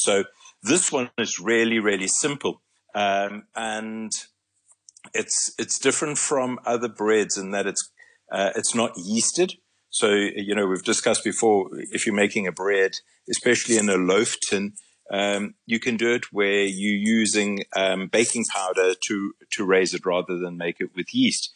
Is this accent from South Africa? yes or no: yes; South Africa; So to visit it as a South African is quite a treat.